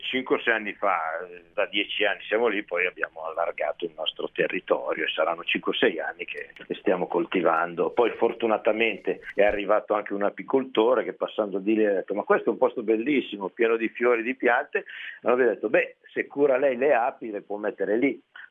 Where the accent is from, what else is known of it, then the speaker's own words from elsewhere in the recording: Milan, Lombardy, Italy; born there; Sono nato a Milano, sì, sono un cittadino ma anche uomo di bosco.